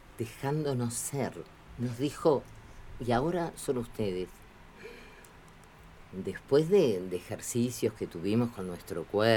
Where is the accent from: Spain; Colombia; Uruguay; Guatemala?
Uruguay; yo vengo del Uruguay profundo y muy observadora de lo que le pasa a la gente